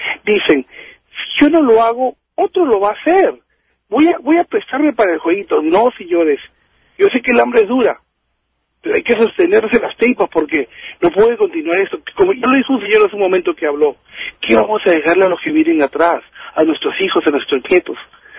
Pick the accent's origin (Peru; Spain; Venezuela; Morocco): Peru; Porque yo siempre decía, ¿cómo? Yo soy de Perú.